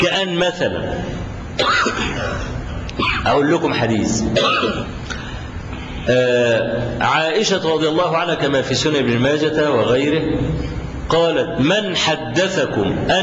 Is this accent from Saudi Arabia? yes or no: no; Egypt; فلو افترضنا مثلا رجلا مصريا، وأنا مصري